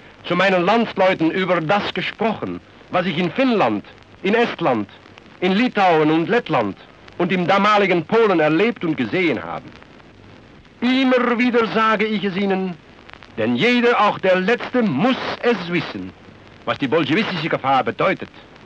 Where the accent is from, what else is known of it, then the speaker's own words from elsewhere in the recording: Netherlands; German is a second language; Bei uns zu Hause in Holland sind noch viele Kameraden aus der Partei, die nur alleine für Holland arbeiten wollen.